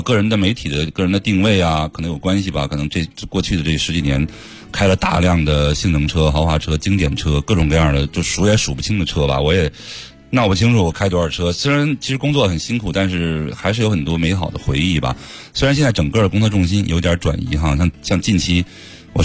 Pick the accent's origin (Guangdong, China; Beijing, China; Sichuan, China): Beijing, China; also born or lived in Germany; 整个90年代我都在德国，我小时候、70年代马路上也没几辆车、就是我是在这个西三环边上长大的啊，然后当时西三环在没有修成三环之前就是一条特别特别窄的小路